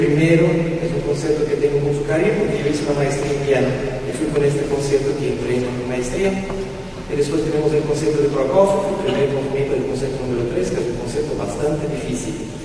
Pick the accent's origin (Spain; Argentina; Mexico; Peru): Mexico; moved away; Yo vengo de México desde un tiempo.